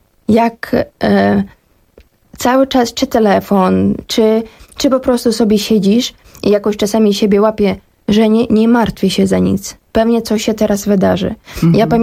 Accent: Kyiv, Ukraine; ja pochodzę z Kijowa i ja pamiętam pierwsze takie, ja miałam dwa strachy wtedy tego pierwszego dnia.

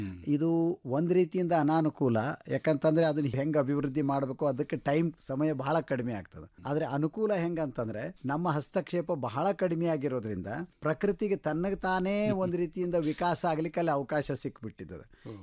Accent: Athani, Karnataka, India; ನಮ್ಮ ಊರು ಅಥಣಿ. ಅಥಣಿ ಒಳಗೆ ನಮ್ಮ ಕುಟುಂಬದಿಂದ ಬಂದಂತಹ ಜಮೀನು ಅಲ್ಲಿರೋದ್ರಿಂದ

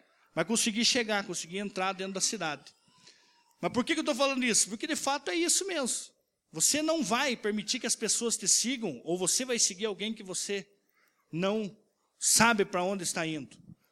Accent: Rio Branco, Acre, Brazil; deu uma enchente lá na minha cidade, em Rio Branco. Inundou tudo lá.

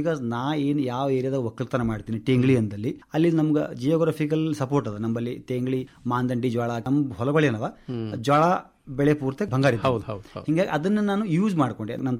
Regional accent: Tengli, Karnataka, India; ಮೂಲತಃ ಟೆಂಗ್ಳಿ ಗ್ರಾಮದವನು.

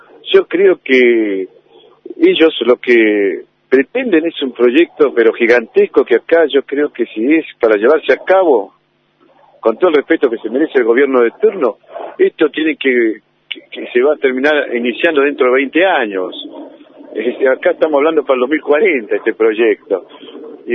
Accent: Tierra del Fuego, Argentina; now in Río Negro, Argentina; mis nietos son rionegrinos, tengo familia rionegrina y bueno, yo soy oriundo de Tierra del Fuego, pero vine hace mucho tiempo acá y me encariñé con este lugar, me gustó.

